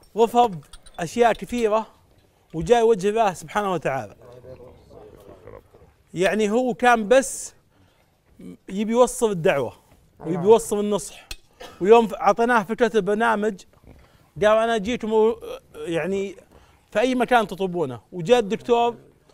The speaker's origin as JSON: {"language": "Arabic", "country": "Saudi Arabia", "said": "من السعوديه"}